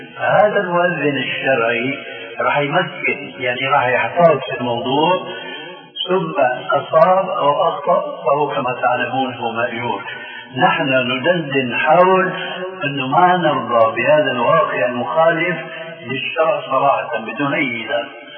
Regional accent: Damascus, Damascus Governorate, Syria; حيمكن هو كما يقولون عندنا في الشام

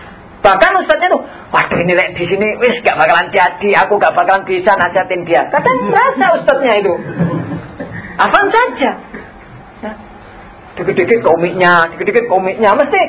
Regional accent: Java, Indonesia; Kebanyakan orang Jawa. Kita ini orang Jawa, rata-rata. Madura Jawa juga.

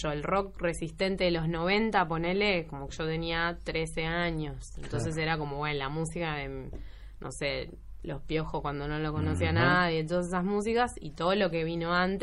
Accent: La Plata, Buenos Aires Province, Argentina; accent: porteño; De hecho, mis amigas dicen que yo no tengo acento platense, que yo no estaría sabiendo cuál es el acento platense, pero...

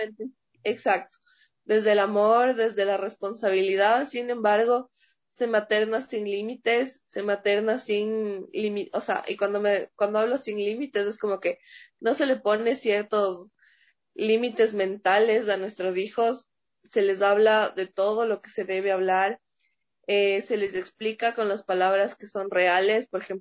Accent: Quito, Pichincha, Ecuador; now in Ibarra, Ecuador; La verdad soy de Quito. Ya. Las situaciones de la vida me pusieron a vivir acá en Ibarra.

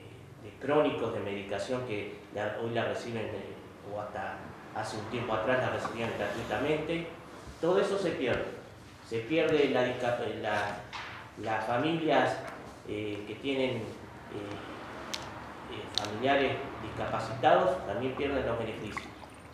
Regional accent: Carmen de Patagones, Buenos Aires Province, Argentina; Como vecino de Patagones, nacido y criado aquí en Patagones, participo de esta multisectorial

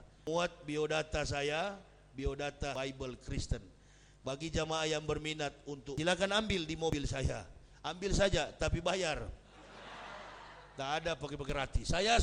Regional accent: Manado, North Sulawesi, Indonesia

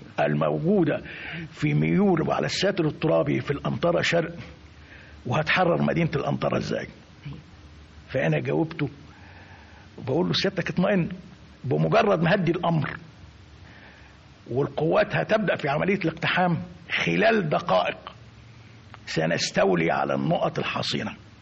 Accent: Egypt; عنده قناعة بأن استحالة إحنا كمصريين إزاي نعدها

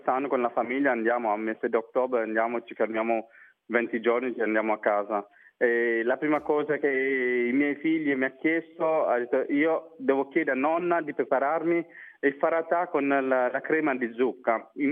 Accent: Mauritius; Italian is a second language; now in Italy; quando sentono che sono mauriziano

